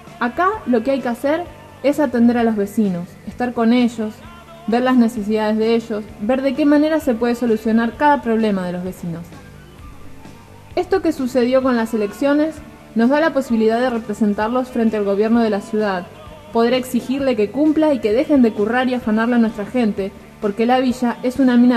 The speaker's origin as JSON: {"language": "Spanish", "country": "Paraguay", "said": "Yo soy paraguaya."}